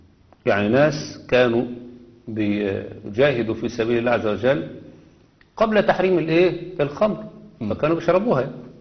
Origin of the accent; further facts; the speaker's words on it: Egypt; لأن كلمة صعيد أصلا عندنا الصعيد في مصر، الصعيد في مصر ديت الطريق الصاعد اللي بيتوجه إلى الجنوب